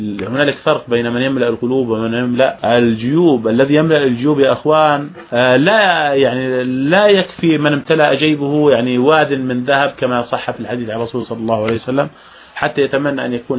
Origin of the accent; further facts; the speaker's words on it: Jordan; عندنا في هذا الزمان أو في هذه السنة عندنا في الأردن والله يمر السحاب